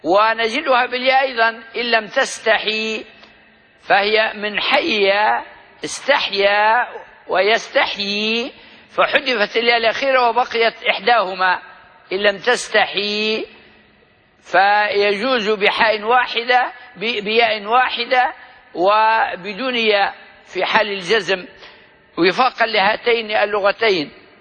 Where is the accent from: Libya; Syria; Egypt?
Libya; accent: Libyan; استعمال لغوي معروف عندنا في لهجتنا الليبية